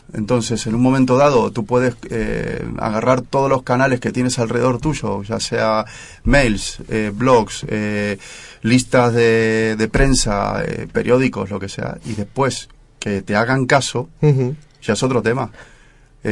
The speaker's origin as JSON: {"language": "Spanish", "town": "Madrid", "region": "Community of Madrid", "country": "Spain", "said": "yo soy de otro barrio, soy de Puente de Vallecas"}